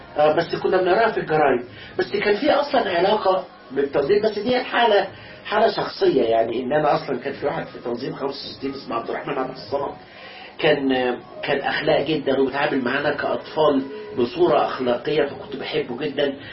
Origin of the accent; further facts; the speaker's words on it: Alexandria, Alexandria Governorate, Egypt; أنا أصلاً اسكندراني